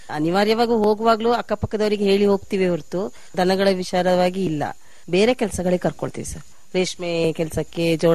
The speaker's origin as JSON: {"language": "Kannada", "town": "Guddehosur", "region": "Karnataka", "country": "India", "tie": "born or raised there", "said": "Sir, ನಾನು ಇದೇ ಮನೆಯಲ್ಲಿ ಹುಟ್ಟಿ ಬೆಳೆದಿದ್ದು, ಹಾಗಾಗಿ ಅಡ್ಜಸ್ಟ್ ಆಗಿದ್ದೀನಿ ಸರ್ ಇಲ್ಲೇ."}